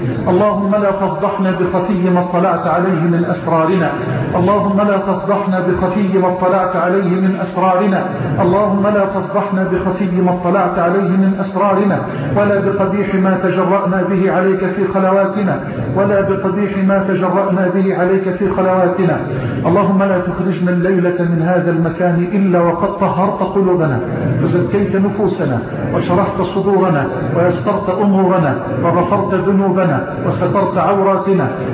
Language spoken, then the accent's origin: Arabic; Egypt; اللهم اجعل بلدنا مصر راحة للأمن والأمان